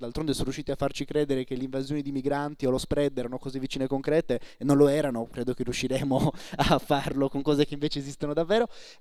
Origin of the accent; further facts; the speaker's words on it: Sardinia, Italy; io sono sardo, studio a Bologna ma sono sardo